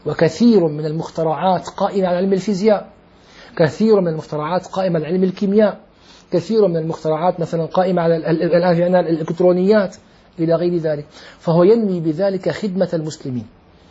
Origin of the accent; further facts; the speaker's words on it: Syria; أنا أعرف في عندنا في الشام طبيب أسنان لعله انتقل